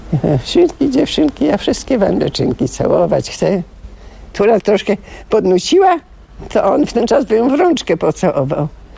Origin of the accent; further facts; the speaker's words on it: Zakopane, Lesser Poland, Poland; also born or lived in Radomyśl / Krynica-Zdrój; Urodziłam się u babci w Radomyślu, a mieszkałam w Zakopanem. W 25. Do 10 roku życia. A potem przyniosłam się do Krynicy Zdrój. To był rok przed wojną, to był 38 rok.